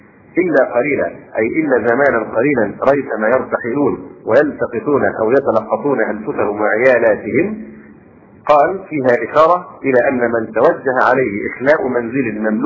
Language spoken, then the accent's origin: Arabic; Egypt; ولا شك ان هذه القضية بالذات هنا عندنا في مصر الان مشكلة في غاية التعقيد